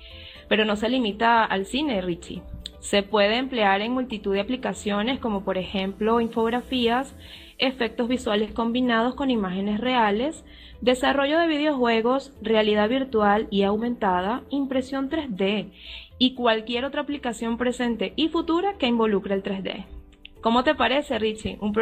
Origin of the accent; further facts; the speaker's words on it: Venezuela; tengo 33 años de edad, soy de Venezuela, mejor conocida en las redes como